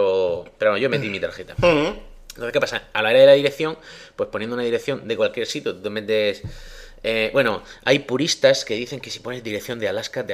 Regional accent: Murcia, Region of Murcia, Spain; ¿cómo me compro yo esto si yo soy un españolico de Murcia, que es peor todavía?

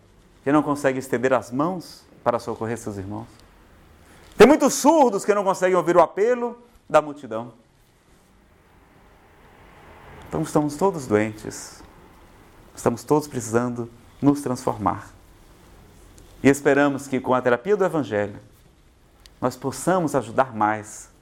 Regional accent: Ceará, Brazil; Eu que sou do Ceará

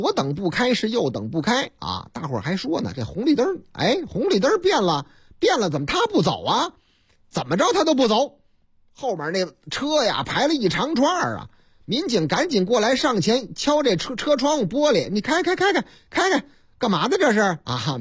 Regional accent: Shandong, China; 这也是这个山东是啊，是我老家山东啊

